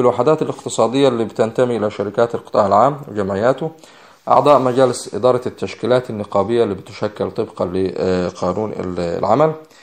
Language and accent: Arabic; Egypt; احنا قلنا انه عندنا في مصر يكاد يكون كل من يعمل لدى الحكومة ينطبق عليه وصف الموظف العام